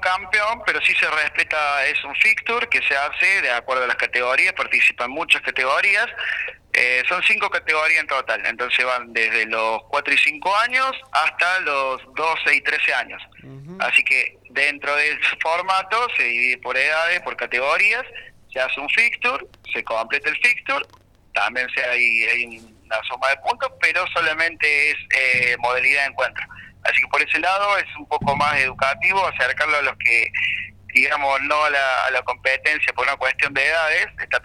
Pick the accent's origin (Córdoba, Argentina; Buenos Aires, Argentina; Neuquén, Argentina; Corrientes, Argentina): Córdoba, Argentina; Villa Allende; Nuestra intención, como somos de acá de Villa Allende